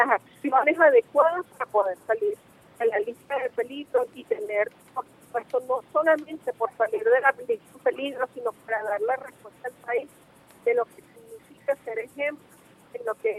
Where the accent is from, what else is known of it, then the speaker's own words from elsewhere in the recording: Venezuela; para la identidad de nosotros como venezolanos